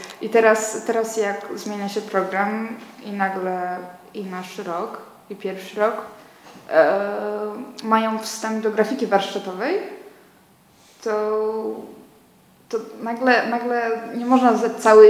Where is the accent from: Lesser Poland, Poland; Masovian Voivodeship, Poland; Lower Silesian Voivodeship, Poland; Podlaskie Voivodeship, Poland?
Lesser Poland, Poland; Kraków; also born or lived in Łódź; ja tu tylko wróciłam z Łodzi po pół roku i to jest całe moje doświadczenie z byciem poza Krakowem.